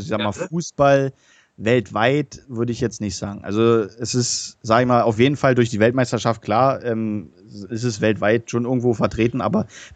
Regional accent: Berlin, Germany; weil wir haben in Berlin gewohnt, weißt du, ich bin ja ein Berliner, verstehst du, ich bin Berliner.

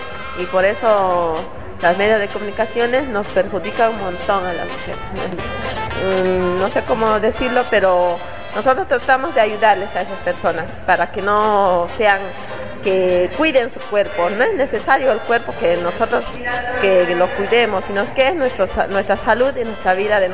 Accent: Buenos Aires, Argentina; yo vengo de allá de Buenos Aires, de Lugano

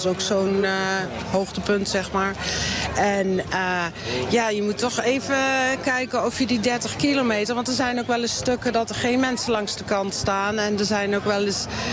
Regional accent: Nijmegen, Gelderland, Netherlands; now in Maarssen, Netherlands; Ik ben geboren en getogen Nijmeegse. Ik woon nu in Maarsen.

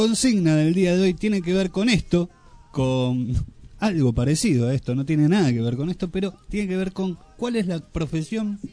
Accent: Argentina; somos así los argentinos.

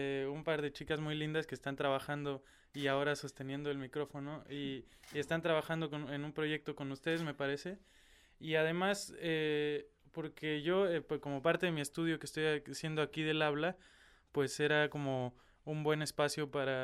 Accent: Cuernavaca, Morelos, Mexico; also born or lived in Mexico City; Yo soy de México, de una ciudad que se llama Cuernavaca. Una ciudad más o menos pequeñita para las dimensiones del país. Y ahí empecé a estudiar, después me fui a la Ciudad de México.

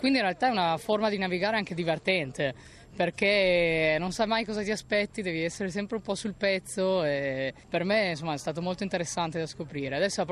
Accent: Trieste, Friuli-Venezia Giulia, Italy; sono nata e cresciuta a Trieste.

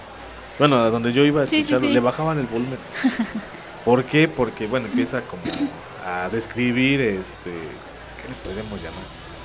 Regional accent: Mexico; De que creo que como mexicanos ya teníamos una mente mucho más abierta

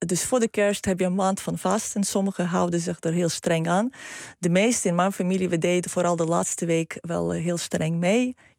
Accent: Lviv, Lviv Oblast, Ukraine; Dutch is a second language; now in Netherlands; En ik kom uit Lviv.

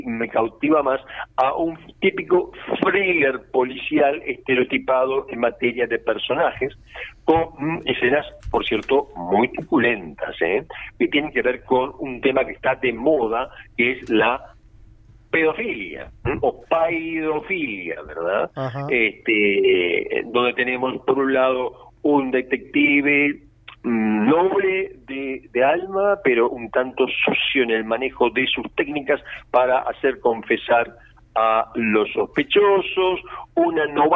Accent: Uruguay; puesto que yo también soy un uruguayo y me interesa lo que hacemos.

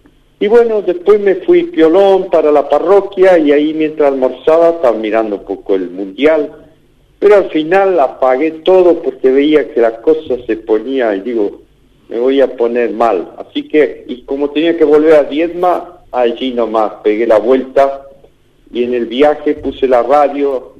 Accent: Argentina; nos hizo descubrir que somos un pueblo, somos Argentina

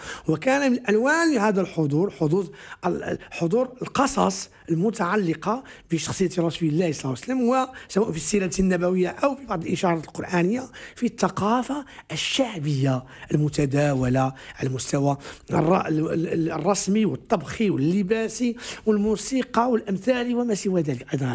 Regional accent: Morocco; accent: Moroccan Darija; حين نتحدث مثلا في دارجتنا المغربية

